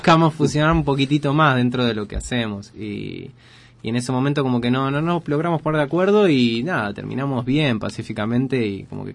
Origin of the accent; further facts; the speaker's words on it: Argentina; Es como que, claro, somos argentinos, escribimos en inglés, una Big Band de cuatro.